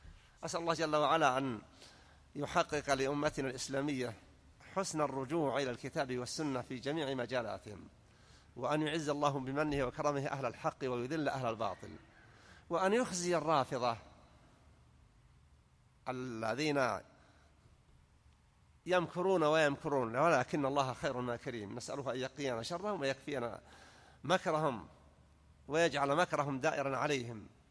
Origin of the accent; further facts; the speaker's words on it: Saudi Arabia; وأن يحفظ على بلادنا المملكة العربية السعودية أمنها على دينها ودنياها